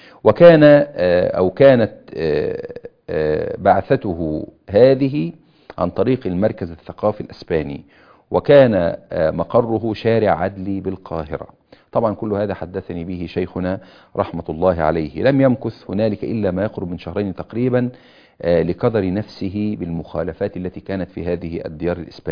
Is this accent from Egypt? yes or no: yes; Egypt; في بلادنا مصر بهذه الصورة